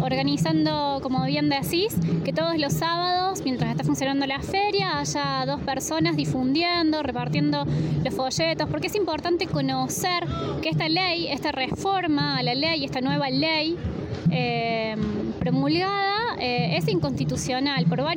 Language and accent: Spanish; Luyaba, Córdoba, Argentina; porque por ejemplo yo soy de Luyaba